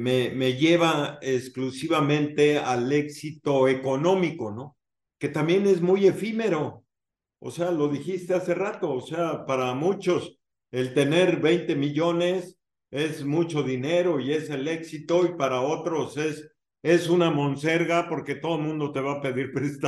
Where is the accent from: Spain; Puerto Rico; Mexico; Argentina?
Mexico; lo que necesitamos como sociedad, como mexicanos